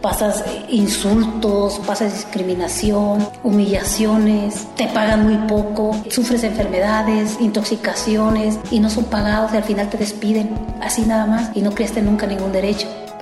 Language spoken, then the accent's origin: Spanish; Oaxaca, Mexico; todas somos del estado de Oaxaca, somos hablantes del mixteco bajo, mixteco alto y el triqui.